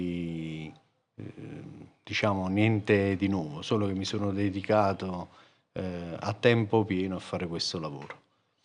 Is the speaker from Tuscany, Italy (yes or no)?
no; Somma Vesuviana, Campania, Italy; sono di Somma Vesuviana, quinta generazione di agricoltori.